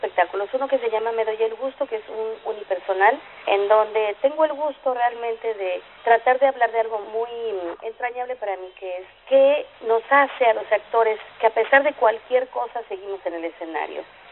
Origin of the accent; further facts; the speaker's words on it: Mexico; also born or lived in United States; now in Argentina; Yo soy mexicana, pero hace muchos años que no vivo en México, vivo en los Estados Unidos y vivo también aquí en la Argentina, porque acá tengo los amores más importantes. Mi esposo es argentino